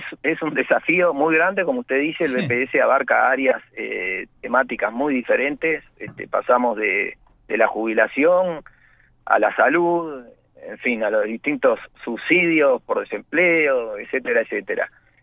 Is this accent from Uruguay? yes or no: yes; Uruguay; somos todos los uruguayos a través de nuestros aportes